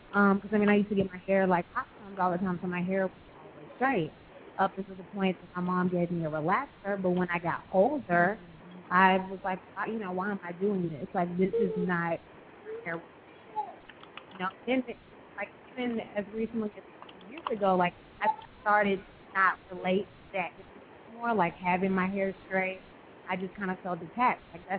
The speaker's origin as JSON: {"language": "English", "region": "Alabama", "country": "United States", "tie": "born or raised there", "said": "Growing up, like I grew up in Alabama, so of course that's the South."}